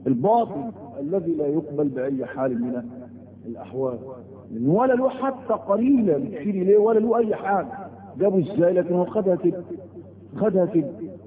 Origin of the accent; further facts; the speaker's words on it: Egypt; وده موجود حتى عندنا في مصر